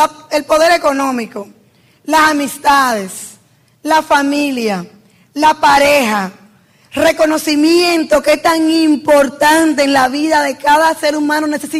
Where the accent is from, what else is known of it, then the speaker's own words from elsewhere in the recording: San Francisco de Macorís, Duarte, Dominican Republic; Acuérdate que yo soy de San Francisco de Macorís. Y nunca yo iba a tener estas oportunidades.